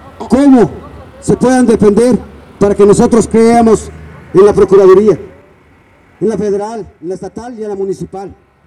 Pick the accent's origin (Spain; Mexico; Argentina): Mexico; porque tenemos derecho, como mexicanos, de saber la verdad